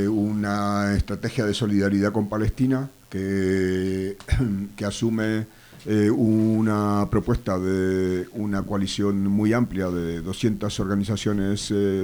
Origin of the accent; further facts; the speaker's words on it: Argentina; born there; moved away; also born or lived in Israel; Yo nací, como se nota por mi acento, en Argentina, y hace muchos años, en una familia de tradición judía. Hace muchos años emigré a Israel